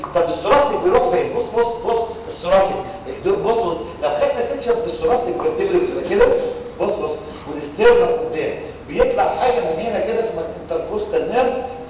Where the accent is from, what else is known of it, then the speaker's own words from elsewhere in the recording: Egypt; عندنا في مصر بيقولوا كده